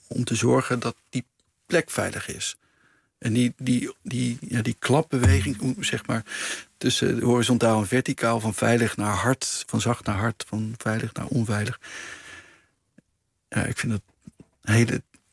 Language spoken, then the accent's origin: Dutch; North Brabant, Netherlands; Nee, ik groeide op in Brabant.